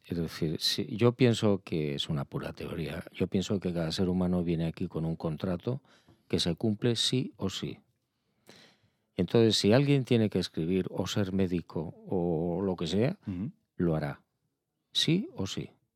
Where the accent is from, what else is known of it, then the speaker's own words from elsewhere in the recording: Pamplona, Navarre, Spain; born there; Nací en Pamplona por accidente militar.